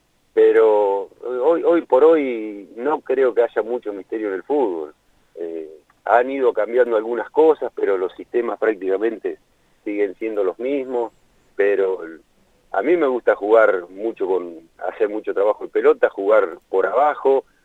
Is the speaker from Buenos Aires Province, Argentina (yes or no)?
yes; Lincoln, Buenos Aires Province, Argentina; yo nací, soy de Lincoln. Jugué casi toda mi carrera en Rivadavia de Lincoln.